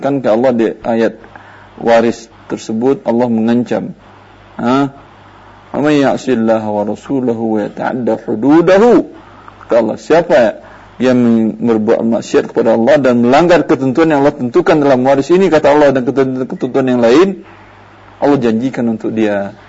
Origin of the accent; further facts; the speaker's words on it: Padang, West Sumatra, Indonesia; saya juga orang Padang.